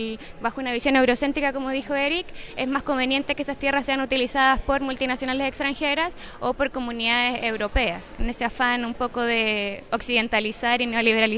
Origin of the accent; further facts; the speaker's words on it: Chile; Yo no tengo procedencia mapuche, me imagino que sí, porque soy chilena, debe haber algún gen indígena en mí, pero no tengo apellido mapuche, no nací en una comunidad mapuche, pero como persona chilena